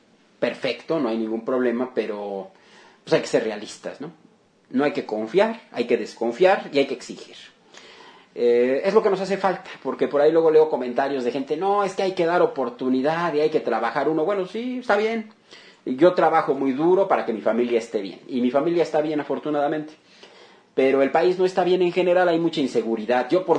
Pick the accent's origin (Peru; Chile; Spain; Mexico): Mexico; lean, chequen las experiencias que hemos tenido como mexicanos en el pasado.